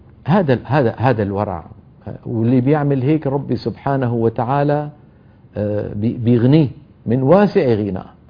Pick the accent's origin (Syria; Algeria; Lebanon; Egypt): Syria; بتذكر في عندنا بسوريا مدينة اسمها حماة، من المدن المشهورة